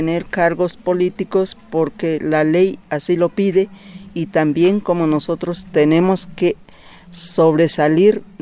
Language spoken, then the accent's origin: Spanish; Santa Lucía Mecaltepec, Oaxaca, Mexico; yo vengo de la comunidad de Santa Lucía, Mecaltepec.